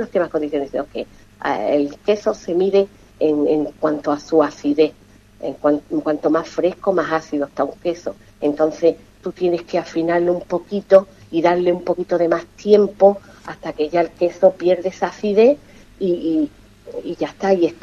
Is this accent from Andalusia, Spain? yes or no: yes; Ubrique, Andalusia, Spain; soy un clon de la Consejería de Turismo de Ubrique.